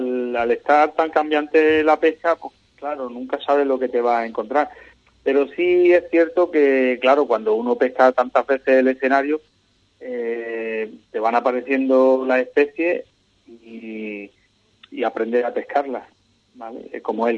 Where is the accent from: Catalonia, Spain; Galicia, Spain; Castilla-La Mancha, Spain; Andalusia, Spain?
Andalusia, Spain; Cádiz; somos de aquí, de Cádiz, fuertes.